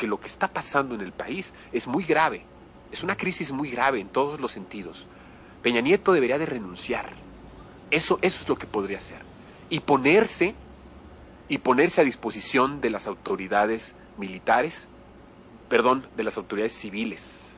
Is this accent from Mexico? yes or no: yes; Mexico; Si nosotros como mexicanos actuamos estratégicamente para estas cosas